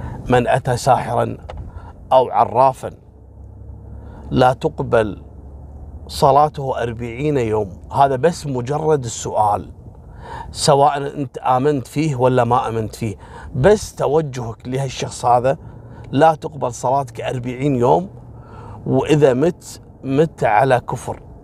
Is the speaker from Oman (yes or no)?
no; Kuwait; يعني في قصة عندنا في الكويت كذلك حصلت في موضوع السحر